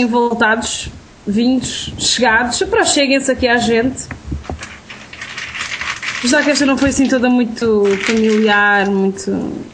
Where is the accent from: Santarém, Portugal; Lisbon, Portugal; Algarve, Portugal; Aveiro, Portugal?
Santarém, Portugal; Torres Novas; born there; Eu não sou daquela zona, sou de Torres Novas, mas não quer dizer, nasci lá, mas não cresci lá.